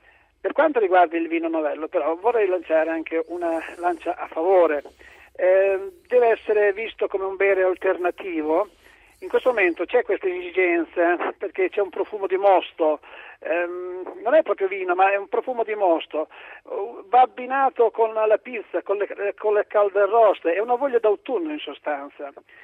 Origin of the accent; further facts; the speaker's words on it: Emilia-Romagna, Italy; perché sono anche romagnolo, no?